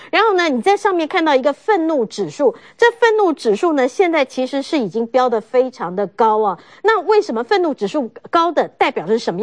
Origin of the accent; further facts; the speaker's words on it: Taiwan; 你骗是骗我们台湾人的民众的血汗钱